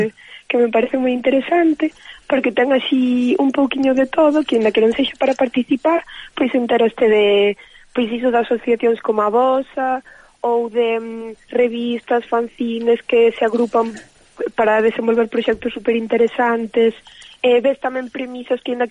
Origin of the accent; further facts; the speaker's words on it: Ordes, Galicia, Spain; now in A Coruña, Spain; Eu estou na Coruña, pero son de Ordes, que é unha vila que está no medio de Coruña, entre Coruña e Santiago.